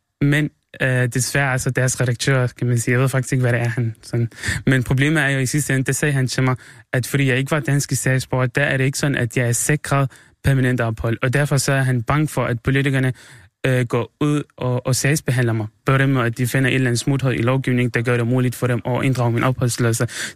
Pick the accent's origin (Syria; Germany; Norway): Syria; Danish is a second language; now in Denmark; Men i mit hjemland i Syrien, der er det ikke sådan